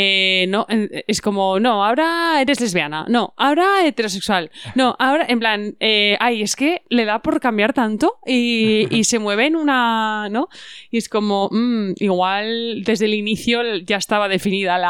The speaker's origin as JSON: {"language": "Spanish", "region": "Aragon", "country": "Spain", "said": "nos meten en el saco de, pues que sois españoles. En el sentido de, bueno, bien, igual somos un pueblo de España. Pero que yo hay veces que me identifico, o sea, como que mi identidad aragonesa"}